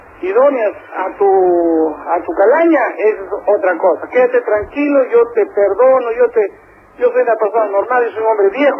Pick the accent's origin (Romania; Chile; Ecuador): Ecuador; Santo Domingo, Santo Domingo de los Tsáchilas; No, yo no soy mexicano, no. Yo soy de la mitad del mundo, de Santo Domingo, Los Colorados, de Ecuador.